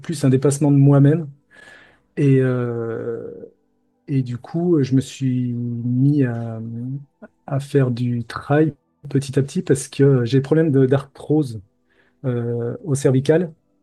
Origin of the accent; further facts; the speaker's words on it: Lyon, Auvergne-Rhône-Alpes, France; je suis lyonnais de base. J'ai déménagé dans le sud de la France pour des missions d'informatique.